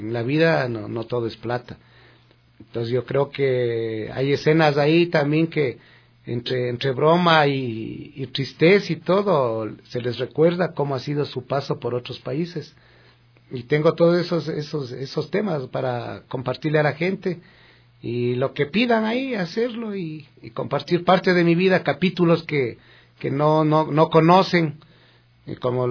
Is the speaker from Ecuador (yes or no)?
yes; Quito, Pichincha, Ecuador; algunos dicen que soy quiteño de cepa. Sepa usted que yo no soy quiteño de cepa. Mi mamacita es de Toacaso. Mi papá, que en paz descanse, era de Ambato.